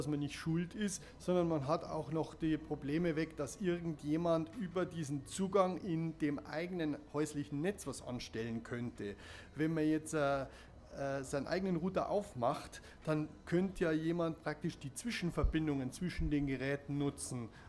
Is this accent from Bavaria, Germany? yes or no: yes; Munich, Bavaria, Germany; Also als Münchner